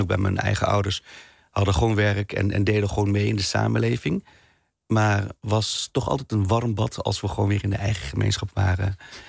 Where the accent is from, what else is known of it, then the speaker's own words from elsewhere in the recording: Tiel, Gelderland, Netherlands; Ik kom bijvoorbeeld uit Tiel, dat is de Betuwe.